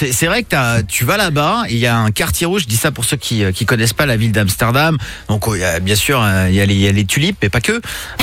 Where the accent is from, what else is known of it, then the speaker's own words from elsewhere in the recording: Normandy, France; chez moi en Normandie?